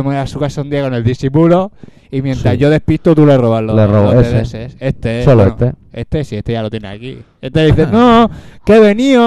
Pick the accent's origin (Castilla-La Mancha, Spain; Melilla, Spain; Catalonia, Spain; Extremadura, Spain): Catalonia, Spain; Barcelona; ¿cómo somos los de Barcelona?